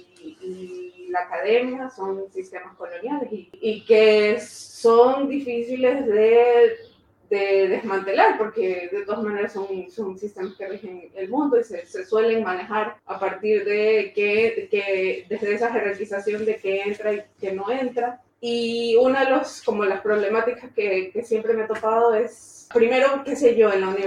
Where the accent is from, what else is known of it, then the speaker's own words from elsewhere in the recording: Guayaquil, Guayas, Ecuador; moved away as an adult; now in Bilbao, Spain; vengo de Guayaquil, soy artista visual y también estudio producción editorial.